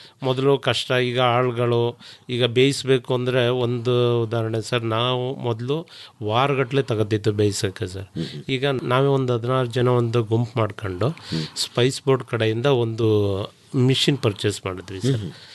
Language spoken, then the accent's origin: Kannada; Haradanahalli, Karnataka, India; Sir, Haradanahalli, Chamarajanagar ಪಕ್ಕ, ಒಂದು 6 kilometre ಇದೆ ಸರ್.